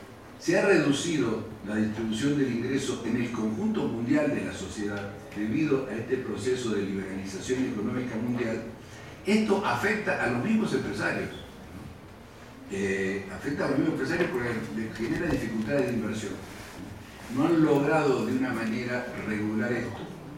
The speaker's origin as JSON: {"language": "Spanish", "country": "Argentina", "said": "o somos los argentinos."}